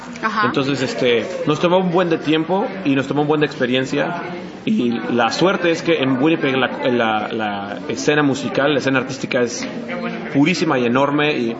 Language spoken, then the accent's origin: Spanish; Mexico; also born or lived in Mexico City; la realidad de cómo crecimos en México, en el México donde yo crecí